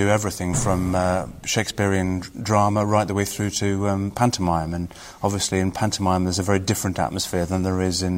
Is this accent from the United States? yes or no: no; Birmingham, West Midlands, United Kingdom; born there; now in Bradford, United Kingdom; No, I'm not. I was born in Birmingham, but I've been in Bradford for the last 8 years.